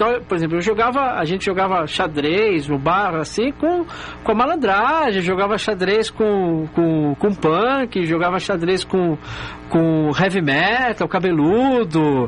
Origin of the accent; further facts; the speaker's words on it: São Paulo, Brazil; Ah, era na Zona Leste, eu sou da Zona Leste.